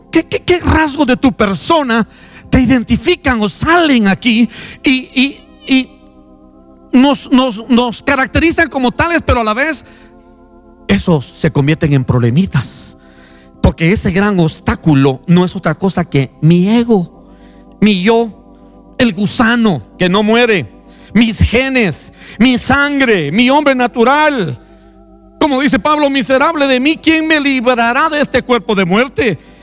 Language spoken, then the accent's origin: Spanish; Guatemala City, Guatemala Department, Guatemala; Yo soy del sur de la ciudad de Guatemala, y es que así somos los de la costa.